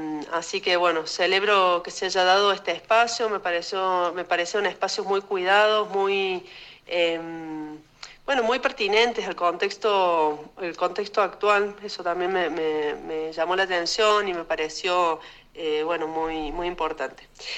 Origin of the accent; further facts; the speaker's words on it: Argentina; nos interpela como argentinas, como ciudadanas, como pueblo.